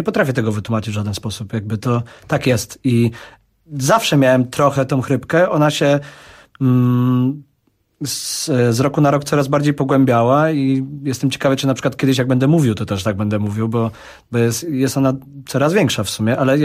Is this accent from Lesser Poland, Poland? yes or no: yes; Kraków, Lesser Poland, Poland; ja jestem stąd, jestem Krakusem, mów do mnie normalnie.